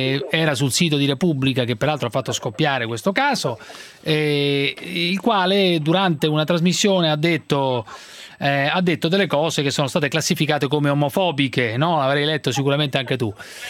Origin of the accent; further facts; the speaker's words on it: Rome, Lazio, Italy; No, sono di Roma.